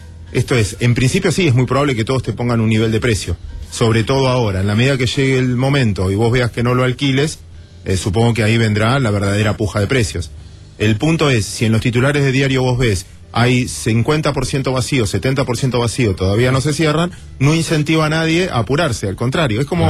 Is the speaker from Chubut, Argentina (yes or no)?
no; Mar del Plata, Buenos Aires Province, Argentina; Yo soy de Mar del Plata, yo soy marplatense.